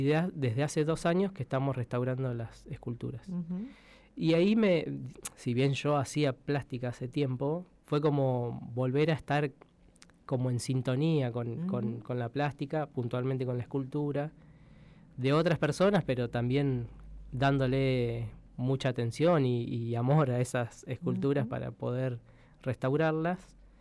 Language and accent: Spanish; Buenos Aires, Argentina; yo cuando vine de Buenos Aires y fui viendo a escultores